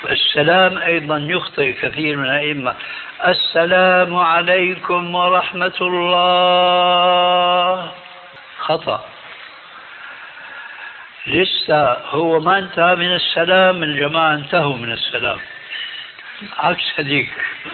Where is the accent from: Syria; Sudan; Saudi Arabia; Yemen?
Syria; Damascus, Damascus Governorate; إماما عندنا في دمشق كان يصلي في المسجد